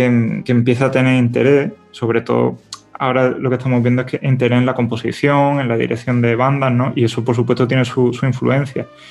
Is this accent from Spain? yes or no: yes; Seville, Andalusia, Spain; Porque yo al final soy de aquí, soy de Sevilla, me he criado con esa música